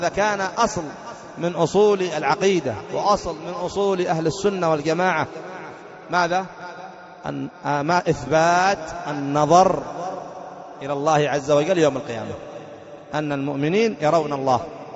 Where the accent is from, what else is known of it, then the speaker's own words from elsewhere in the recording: Yemen; عندنا في اليمن